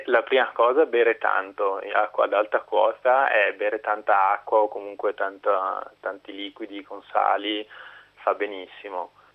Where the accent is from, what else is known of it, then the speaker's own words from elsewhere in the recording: Padua, Veneto, Italy; sono tornato in Italia e, visto che sono di Padova e le Dolomiti non sono troppo lontane